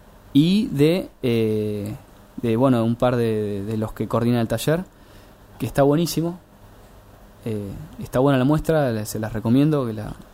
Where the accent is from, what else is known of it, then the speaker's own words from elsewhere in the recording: Bahía Blanca, Buenos Aires Province, Argentina; moved away as an adult; now in Buenos Aires, Argentina; Y me vine, bueno, yo soy de Bahía Blanca y me vine acá a Buenos Aires en el 2000.